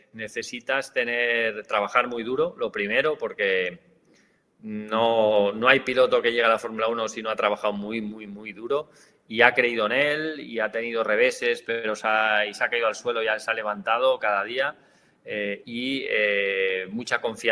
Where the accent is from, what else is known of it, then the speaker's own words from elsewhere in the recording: Spain; siendo español, en la época en la que yo entré, era casi una heroicidad, ¿no?